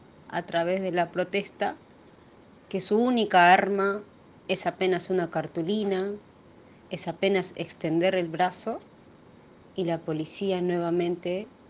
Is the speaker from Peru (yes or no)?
yes; Peru; now in Buenos Aires, Argentina; peruana residente acá en Buenos Aires, Argentina, hace un poco de 8 años.